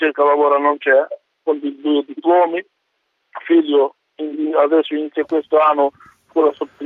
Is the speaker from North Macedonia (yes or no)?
yes; North Macedonia; now in Italy; Vengo da Macedonia.